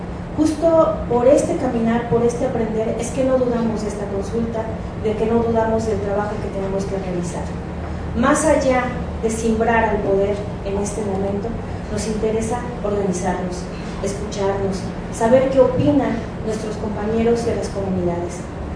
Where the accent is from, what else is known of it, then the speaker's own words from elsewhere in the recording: Xochimilco, Mexico City, Mexico; soy originaria de Xochimilco, mis abuelos son originarios de Xochimilco